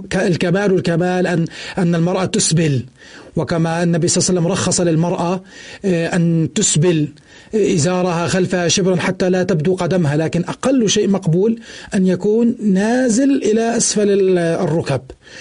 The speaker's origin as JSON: {"language": "Arabic", "country": "Jordan", "said": "إذا كان أكثر من قطعة عندنا في الأردن"}